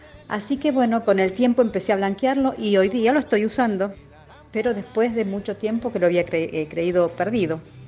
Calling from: Mar del Plata, Buenos Aires Province, Argentina; de Mar del Plata. Bueno, les cuento que siempre viví en casa y cuando en el 2008 me mudo a un departamento

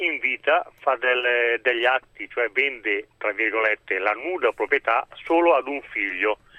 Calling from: Lombardy, Italy; da Bergamasca, allagata.

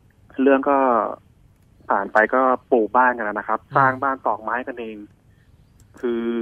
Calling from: Sai Mai, Bangkok, Thailand; ตอนนี้ผมอยู่สายใหม่ครับ

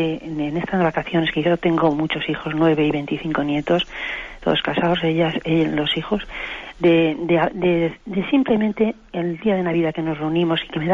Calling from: Madrid, Community of Madrid, Spain; de Madrid.

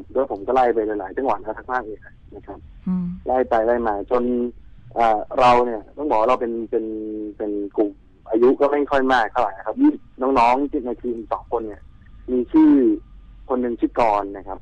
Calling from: Bangkok, Thailand; โทรมาจากกรุงเทพครับอยู่ถนนนวมินครับ

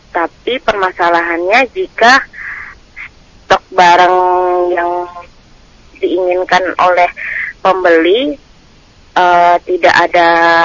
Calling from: West Kalimantan, Indonesia; Di Kalimantan Barat.

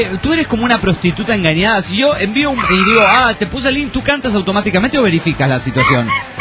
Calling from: La Paz, Baja California Sur, Mexico; de La Paz, Baja California.

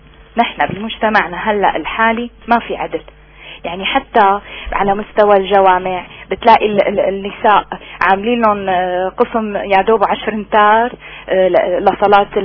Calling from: Damascus, Damascus Governorate, Syria; من الشام عم بحكي.

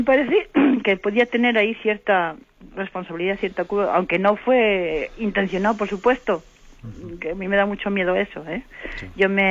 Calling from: Santander, Cantabria, Spain; de Santander.

